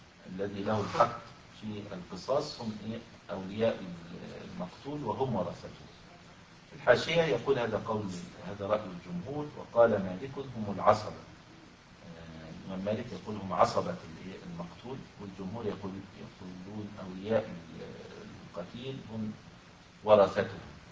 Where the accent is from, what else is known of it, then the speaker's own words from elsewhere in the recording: Egypt; يحصل هذا أحيانا في الصعيد عندنا في مصر مثلا